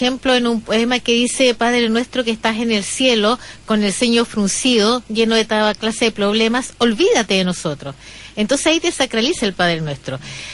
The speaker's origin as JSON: {"language": "Spanish", "country": "Chile", "said": "en Chile es muy difícil encontrar un poeta malo, porque nuestra forma de hablar tiene que ver con eso."}